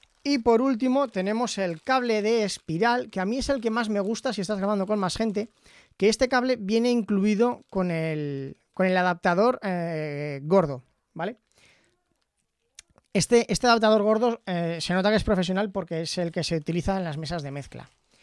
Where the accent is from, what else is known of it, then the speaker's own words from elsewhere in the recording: Aragon, Spain; accent: Aragonese; yo tengo un acento maño, pero bestial.